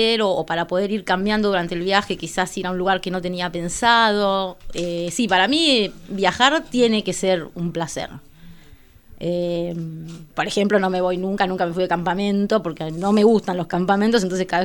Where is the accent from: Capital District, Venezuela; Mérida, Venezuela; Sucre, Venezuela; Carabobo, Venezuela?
Mérida, Venezuela; Sí. De la ciudad de Mérida.